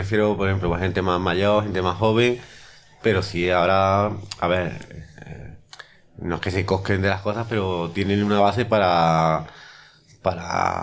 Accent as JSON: {"language": "Spanish", "town": "Deifontes", "region": "Andalusia", "country": "Spain", "tie": "born or raised there", "said": "están muy orgullosos porque ven que alguien de Difontes, sin, con una mano delante y otra detrás"}